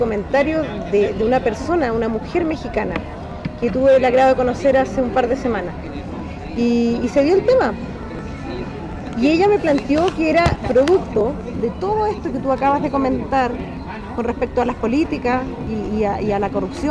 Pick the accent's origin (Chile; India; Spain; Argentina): Chile; Todo lo que se hizo en el régimen militar que vivimos como chilenos.